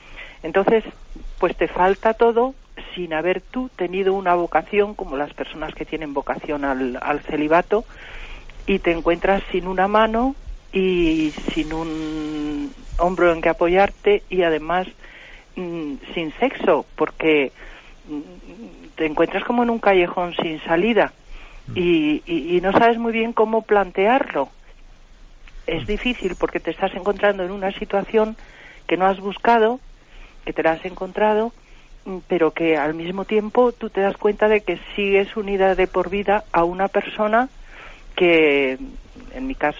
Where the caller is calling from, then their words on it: Madrid, Community of Madrid, Spain; de Madrid.